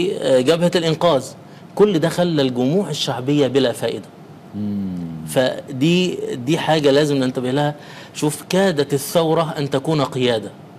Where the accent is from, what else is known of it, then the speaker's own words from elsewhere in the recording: Egypt; يعني احنا عندنا في مصر زمان غير بعد كامب ديفيد